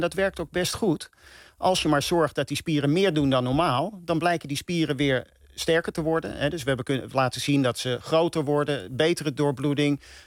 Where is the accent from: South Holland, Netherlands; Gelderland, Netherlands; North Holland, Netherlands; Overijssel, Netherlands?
North Holland, Netherlands; Amsterdam; Hey, ik ben Amsterdammer. En ik ben ook Ajax-fan, uiteraard. Ik ben geboren op het Stadionplein, vlak naast het Olympisch Stadion.